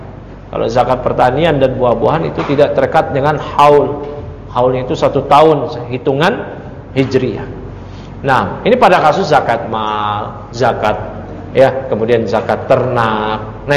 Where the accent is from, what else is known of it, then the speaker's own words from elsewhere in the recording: Tanara, Banten, Indonesia; Yang benar itu adalah kampung saya, adalah kampung di daerah Serang Banten, namanya kampung Tanara.